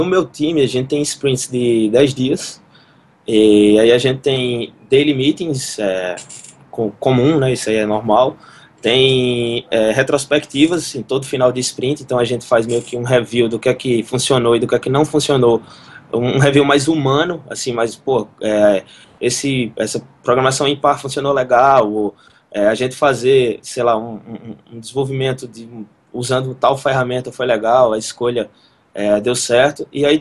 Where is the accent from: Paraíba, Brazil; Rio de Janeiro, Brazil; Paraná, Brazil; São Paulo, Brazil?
Paraíba, Brazil; Campina Grande; em Campina Grande, minha cidade natal